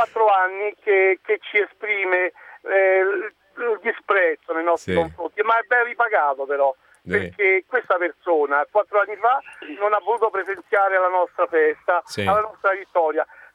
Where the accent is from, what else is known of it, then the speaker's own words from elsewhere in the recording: Rome, Lazio, Italy; io, essendo romano